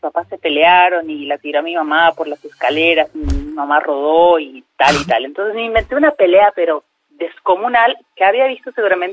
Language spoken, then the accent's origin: Spanish; Cochabamba, Bolivia; De Cochabamba.